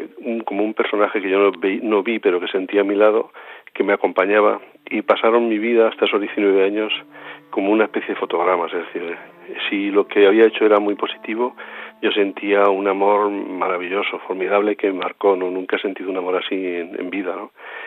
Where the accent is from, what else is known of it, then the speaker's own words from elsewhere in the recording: Castilla-La Mancha, Spain; una amiga mía de un pueblecito vecino a mi pueblo, que a veces sufrió un ahogamiento en el pantano de mi pueblo, el pantano Alarcón